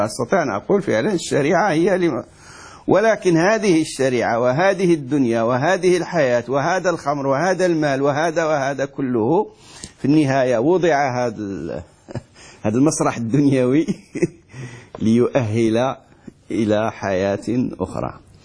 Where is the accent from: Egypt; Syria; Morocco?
Morocco; وإحنا عندنا في المغرب مثل يقولوا ما دير خير ما يطرى بأس